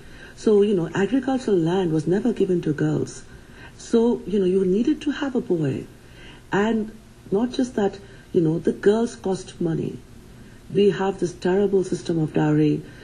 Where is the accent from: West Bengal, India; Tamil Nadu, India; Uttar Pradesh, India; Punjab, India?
West Bengal, India; Kolkata; Because, you know, I grew up in Calcutta, where, you know, it's beautiful and green the whole year round.